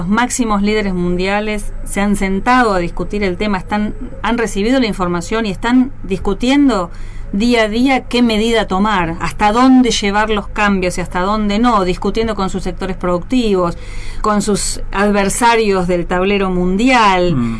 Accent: Argentina; Para nosotros como país sudamericano es muy importante que Brasil esté liderando estas posiciones y sumarnos, como Argentina, sumarse a este liderazgo regional.

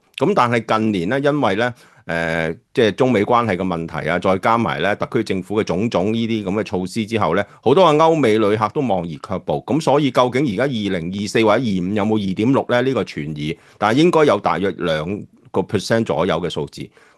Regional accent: Guangdong, China; 我哋廣東人有句説話就最好噶

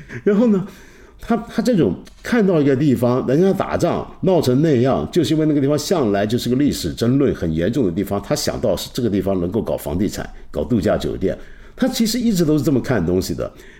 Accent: China; 就是我们中国人现在都还骂这个体制怎么浪费钱呢

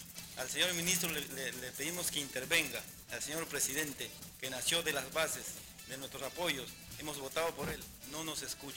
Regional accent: Peru; tenemos derechos, también somos peruanos

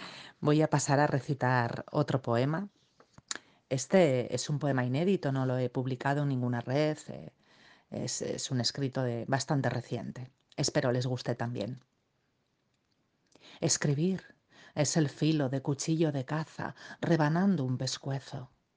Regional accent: Spain; soy una poeta española, vivo en el País Vasco, en una ciudad llamada Donostia

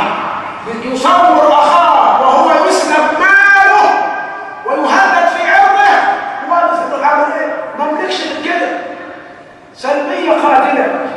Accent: Egypt; السلبية القاتلة موجودة فينا كمصريين

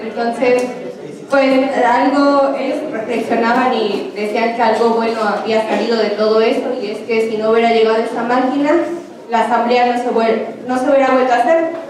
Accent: Puebla, Mexico; yo soy de Puebla, soy de la Sierra Nororiental, soy totonaca

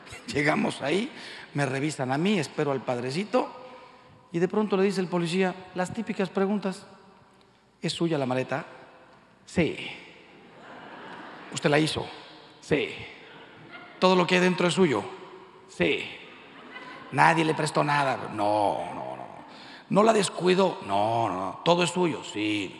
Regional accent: Mexico; Miren, yo soy mexicano, como la mayoría de ustedes.

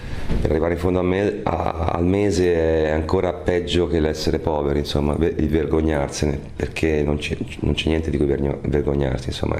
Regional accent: Tuscany, Italy; Noi siamo toscani, ci piace molto, insomma, mettere il dito nella piaga

